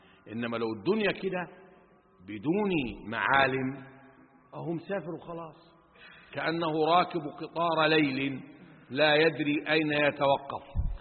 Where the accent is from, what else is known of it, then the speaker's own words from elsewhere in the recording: Upper Egypt, Egypt; يعني أنا أذكر زمان حتى حاجة اسمها عندنا في الصعيد مخروطة